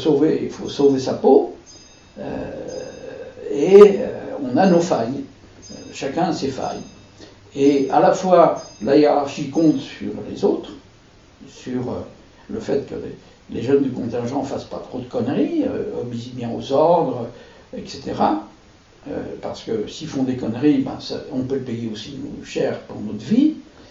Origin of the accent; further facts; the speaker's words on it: France; Moi, je suis français et je règle mes comptes avec le camp auquel j'appartiens.